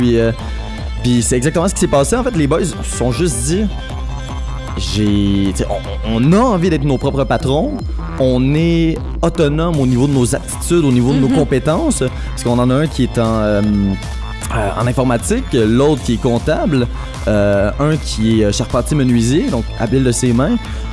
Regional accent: Repentigny, Quebec, Canada; born or raised there

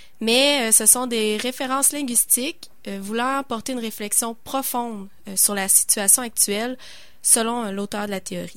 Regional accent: Malartic, Quebec, Canada; Je suis originaire d'Abitibi, de Malartic.

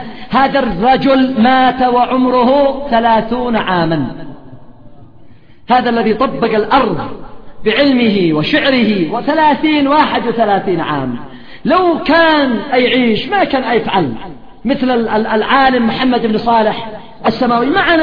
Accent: Yemen; هذا الرجل يسمى أمير شعراء اليمن. تصوروا الآن لو هذا الرجل في بلد آخر غير بلدنا

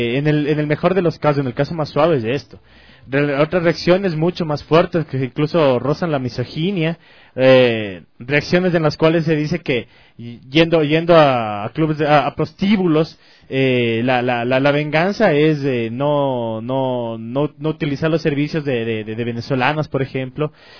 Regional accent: Ecuador; nos devela a nosotros como ecuatorianos, de nosotros como sociedad

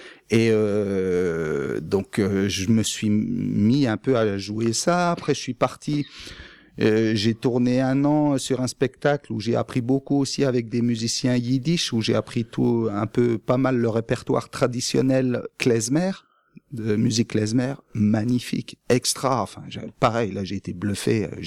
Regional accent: Grand Est, France; Il est de Brest, moi, je suis des Vosges, donc on est opposés.

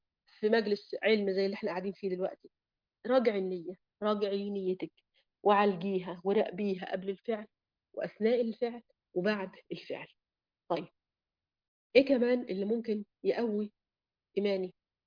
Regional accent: Egypt; طيب دلوقتي في ضيق المعيشه في عندنا في مصر مثلا

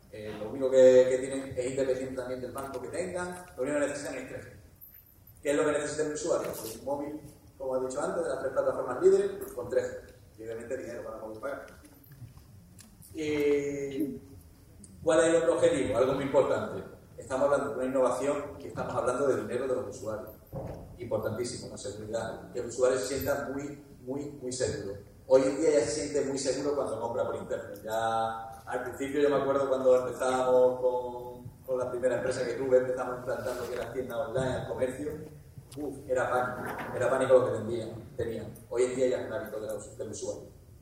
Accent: Málaga, Andalusia, Spain; soy el único malagueño que está aquí subido, ¿de acuerdo? Y somos malagueños

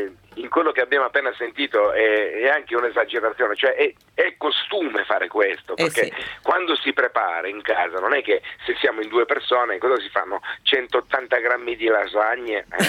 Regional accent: Calabria, Italy; Sto preparando uno spettacolo nuovo che parlerà dell'Italia, ma di quanto siamo italiani noi

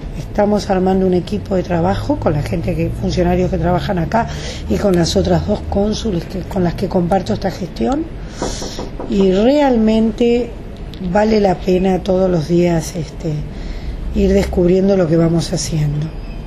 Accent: Uruguay; moved away; Los de afuera somos uruguayos que por alguna circunstancia de la vida nos tuvimos que ir.

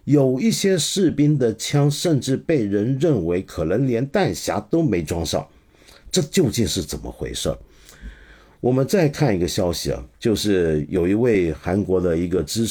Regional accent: Hong Kong; 基本上就是我们香港话讲，广东人讲的话叫做黑州

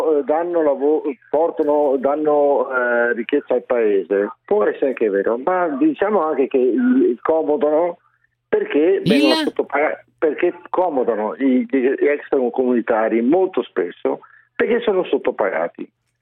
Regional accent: Jesolo, Veneto, Italy; io sono di Jeso, provincia di Venezia.

